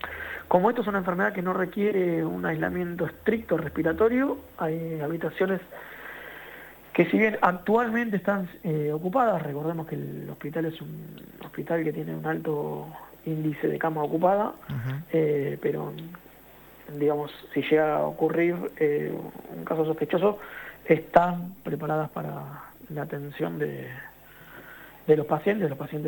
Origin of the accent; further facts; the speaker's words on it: Florencio Varela, Buenos Aires Province, Argentina; el Hospital de Florencio Varela, acá en mi pueblo